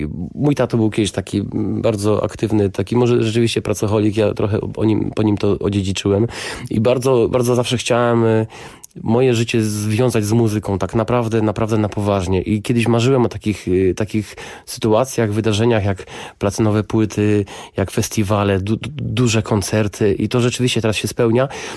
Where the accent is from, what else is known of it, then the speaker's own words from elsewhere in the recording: Jelenia Góra, Lower Silesian Voivodeship, Poland; to jest moje rodzinne miasto Jelenia Góra. Teraz już mieszkam na Śląsku w Katowicach od 15-16 lat